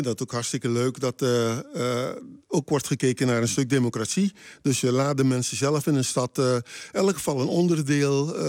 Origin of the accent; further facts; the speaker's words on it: Curaçao; also born or lived in Suriname; Ik ben geboren op Curaçao. Mijn moeder is van Curaçao. En mijn vader is van Surinaamse afkomst.